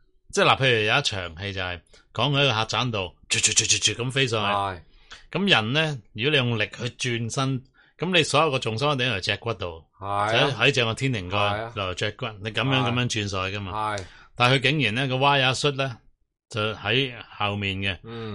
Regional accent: Hong Kong; 你系大陆人，我系香港人嘅时候

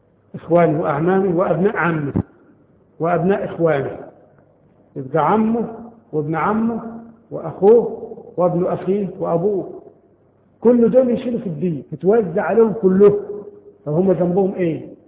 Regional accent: Egypt; طبعا عندنا في مصر هذا القانون غير مطبق شرعا

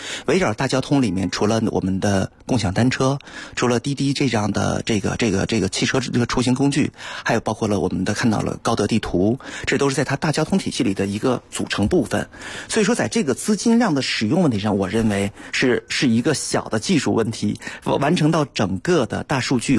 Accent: Beijing, China; 其实我们北京人不太熟悉的另外一个品牌叫哈罗

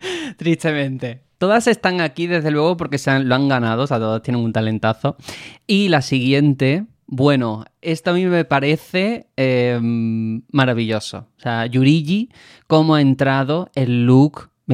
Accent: Algeciras, Andalusia, Spain; la siguiente es que es de mi tierra, es de Algeciras

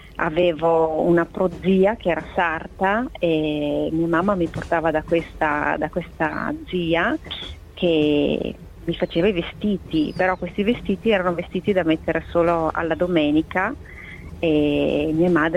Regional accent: Verona, Veneto, Italy; io sono di Verona, e quindi ho iniziato là, e poi mi sono trasferita a Castiglione delle Stiviere per lavorare per questa azienda.

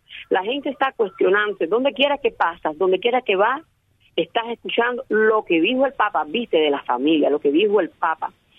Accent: Cuba; Y yo confío en que en mi país las personas empiecen a sentir qué cosa es misericordia y empiecen a quererse un poco más cubanos con cubanos

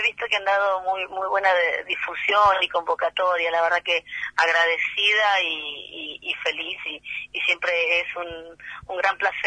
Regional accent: General Belgrano, Buenos Aires Province, Argentina; A los 20 no mencionábamos el apoyo, por lo menos en mi pueblo, en General Belgrano, que son 120.000 habitantes, no, 20.000 habitantes en General Belgrano

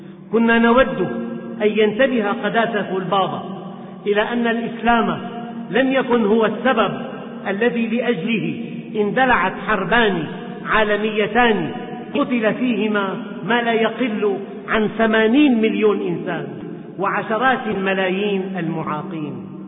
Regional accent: Syria; ومعظمهم من بلدنا سوريا

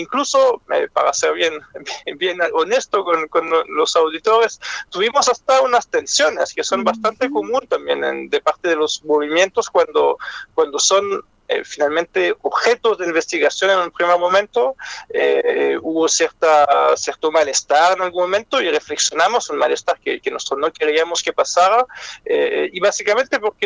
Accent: France; Spanish is a second language; now in Chile; yo soy francés, como se escucha, pero llevo casi 20 años en Chile.

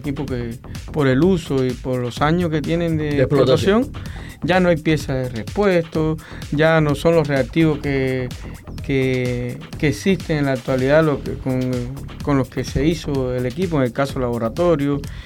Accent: Calimete, Matanzas, Cuba; now in Ciénaga de Zapata, Cuba; yo no soy natural de la Hacienda de Zapata, soy de Calimete.

